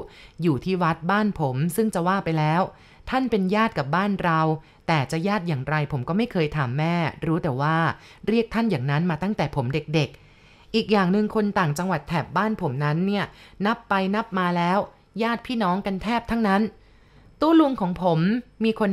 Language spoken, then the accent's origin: Thai; San Sai, Chiang Mai, Thailand; บ้านเกิดของผมอยู่ที่อำเภอสันทรายจังหวัดเชียงใหม่พอเรียนหนังสือจบผมก็มาหางานทำที่เชียงใหม่